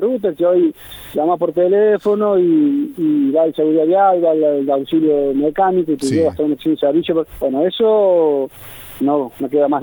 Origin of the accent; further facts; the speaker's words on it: Córdoba, Argentina; Todos los trabajadores, tanto de las empresas tercizadas como el peaje, somos de Santa María de Punilla a Capilla del Monte, todos los trabajadores.